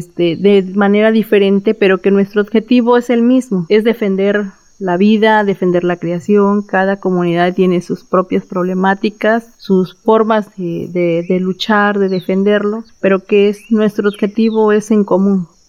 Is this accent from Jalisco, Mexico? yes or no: no; Villa de Tututepec, Oaxaca, Mexico; Yo soy de la Comunidad de la Luz. Pertenezco al municipio de Villa de Tututepec.